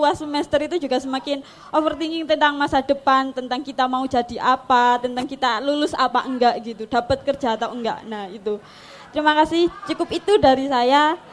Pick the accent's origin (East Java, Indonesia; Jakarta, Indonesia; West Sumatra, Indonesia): East Java, Indonesia; Mojokerto; asal dari Mojokerto.